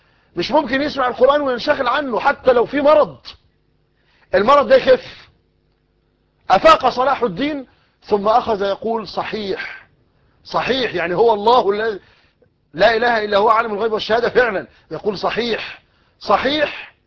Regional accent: Egypt; المثل الدارج عندنا في مصر يقول لك غرق في شبر مية

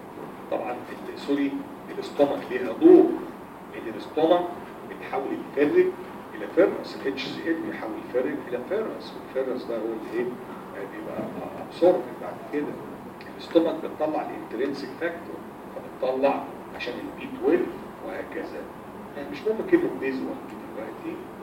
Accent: Egypt; البيبسي على فكره عندنا في مصر عباره عن ميه سكر

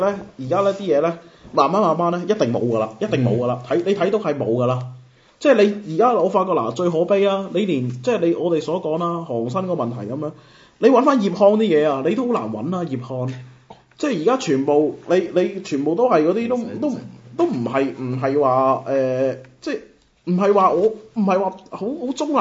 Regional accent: Macau; 我哋係講廣東話，我哋係澳門土生土長嘅人

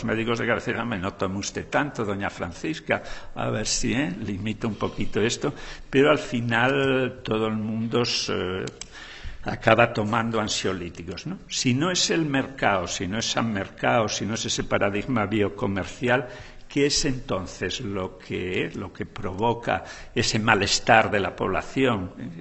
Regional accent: Asturias, Spain; en un grupo de población de la tierra donde yo soy, de Asturias

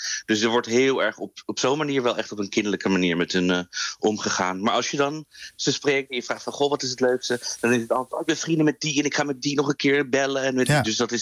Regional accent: Netherlands; En ja, als Nederlanders mogen we op onszelf stemmen vanaf vanavond 8 uur.

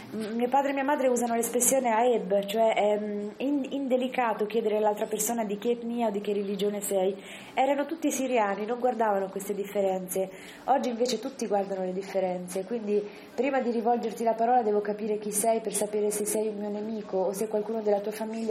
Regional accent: Marche, Italy; Io che vengo dalle Marche

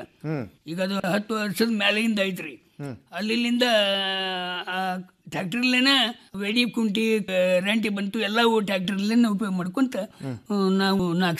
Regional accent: Neelagunda, Karnataka, India; ಪ್ರಾಥಮಿಕ ಶಾಲೆ ನೀಲಗುಂದದಲ್ಲೇ, high school SSLCವರೆಗೆ Ramdurg taluk ಸೊರೆಬಾಣದಲ್ಲೇ SSLC ಆಯ್ತು. ಆದಿಂದ ಸೂಟಿಗಂತೇಳಿ ನಮ್ಮೂರಿಗೆ ಬಂದೆ.

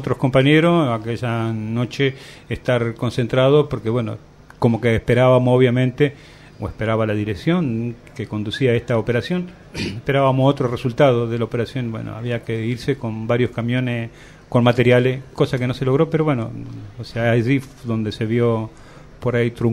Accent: Entre Ríos, Argentina; moved away; yo junto a mi hermano venimos de Entre Ríos. Allí nos habían mandado los viejos

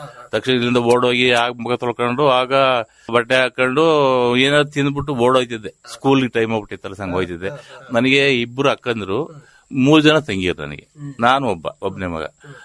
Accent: Arakalagudu, Karnataka, India; ನಮ್ಮ ಊರು ಅರಕಲಗೂಡು, ಅರಕಲಗೂಡು ಟೌನ್.

